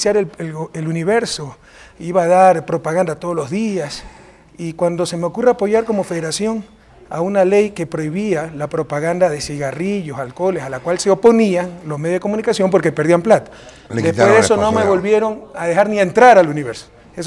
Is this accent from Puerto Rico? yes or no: no; Guayaquil, Guayas, Ecuador; soy de Guayaquil.